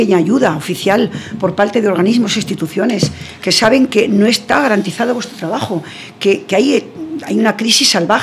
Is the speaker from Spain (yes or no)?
yes; Rabanera del Pinar, Castile and León, Spain; hubo toda una peregrinación de taxistas de España entera hasta mi pueblo, Rabanera del Pinar, salió en televisión